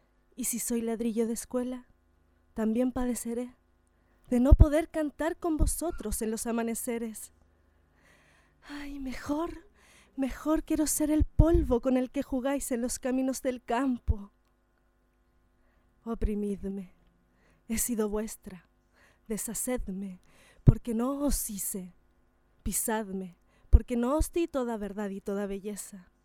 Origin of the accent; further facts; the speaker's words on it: El Tabo, Valparaíso, Chile; Como somos del Tabo, sabemos que vienen personas de muchos lugares, de Chile.